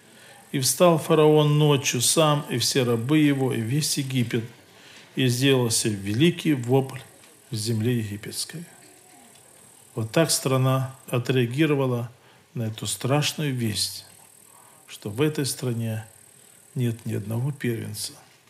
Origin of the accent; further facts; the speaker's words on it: Luhansk, Luhansk Oblast, Ukraine; я из Луганска, служитель Луганской церкви.